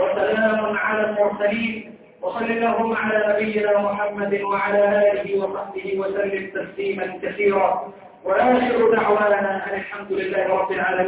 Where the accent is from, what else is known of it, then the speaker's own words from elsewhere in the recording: Egypt; واجعل بلادنا مصر امنه مطمئنه